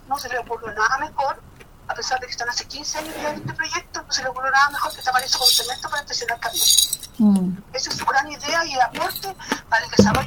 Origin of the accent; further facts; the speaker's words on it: San Antonio, Valparaíso, Chile; lo que somos de San Antonio, lo que, como dice uno, nació y vivió acá, nunca hemos dejado de visitar ese lugar